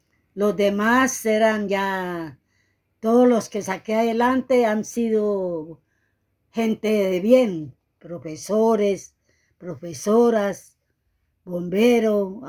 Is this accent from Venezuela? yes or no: yes; Venezuela; moved away as an adult; como yo salí en carrera de Venezuela por la situación que se presentó